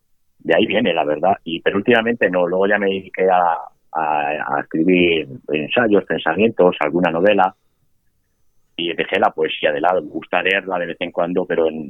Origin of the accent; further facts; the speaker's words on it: Ávila, Castile and León, Spain; also born or lived in Vitoria / London / Valencia / Barcelona; now in Granada, Spain; Yo nací en Vitoria, me crié en Ávila, estudié en Salamanca, emigré a Londres, luego volví, estuve viviendo en Valencia, luego estuve en Barcelona, me volví a emigrar, estuve 18 años en Dinamarca, ahora estoy en Granada